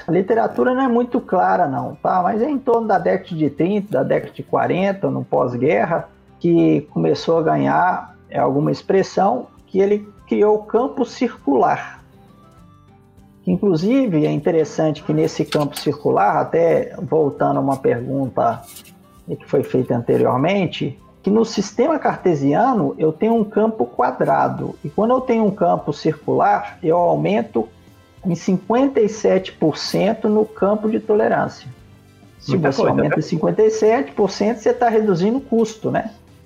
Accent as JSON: {"language": "Portuguese", "country": "Brazil", "tie": "born there", "said": "Eu nasci no Brasil, então nunca aprendi uma língua estrangeira no meu berço."}